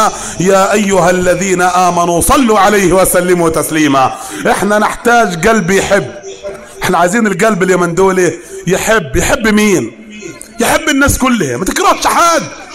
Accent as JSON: {"language": "Arabic", "region": "Upper Egypt", "country": "Egypt", "said": "زي ما بنقول عندنا في الصعيد."}